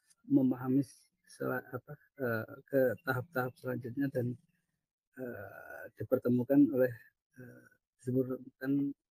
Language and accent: Indonesian; Surabaya, East Java, Indonesia; Ya, salam kenal Bapak, rekan-rekan sekalian, saya dari Surabaya.